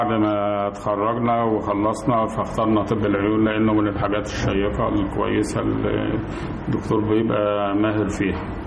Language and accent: Arabic; Belqas, Dakahlia, Egypt; من بلقاس.